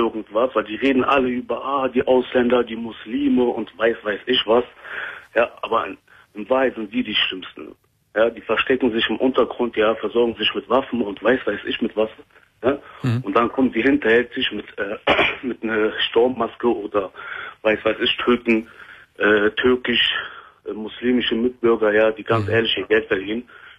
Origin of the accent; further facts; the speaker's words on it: Palestine; ich bin ja Palästinenser.